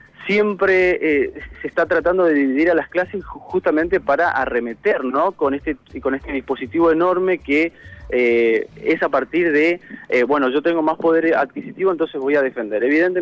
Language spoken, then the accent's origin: Spanish; Argentina; La verdad que es preocupante lo que nos está pasando como argentinos